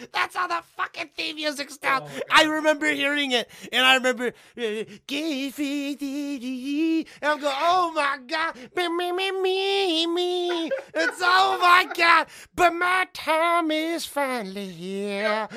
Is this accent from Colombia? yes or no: no; Illinois, United States; But I was from Illinois originally. Outside of, you know, not being born in this country.